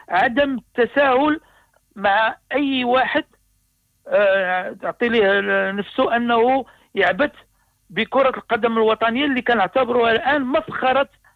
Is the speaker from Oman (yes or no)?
no; Morocco; العكس العكس اللي كيطرح عندنا في المغرب